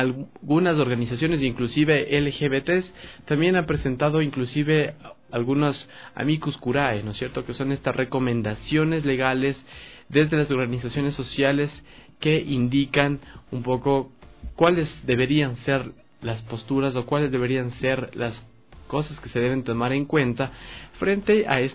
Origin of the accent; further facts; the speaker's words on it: Ecuador; nuestras realidades también como ecuatorianos, en algún momento nos hemos visto obligados a migrar